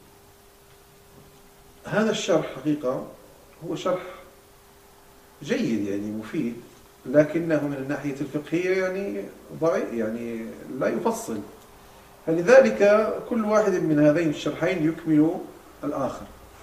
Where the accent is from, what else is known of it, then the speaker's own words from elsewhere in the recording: Morocco; عندنا في المغرب الأقصى